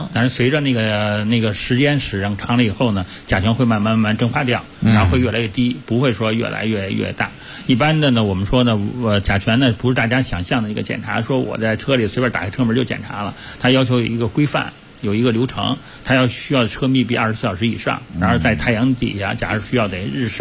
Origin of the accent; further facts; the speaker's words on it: Beijing, China; 因为我是老北京人。